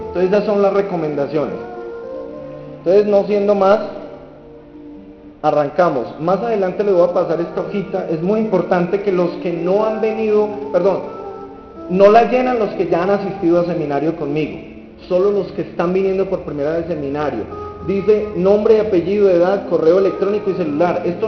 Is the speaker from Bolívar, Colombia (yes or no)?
no; Buga, Valle del Cauca, Colombia; born there; 39 años, mi vida antes, ¿cómo era? Yo nací en Bugavalle, en una familia disfuncional como muchas de Colombia